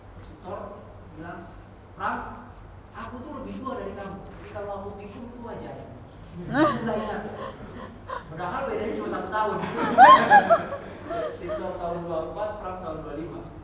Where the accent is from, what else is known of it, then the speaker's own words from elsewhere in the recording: Depok, West Java, Indonesia; Saya orang Depok ya, tinggal di Depok, kuliah di Depok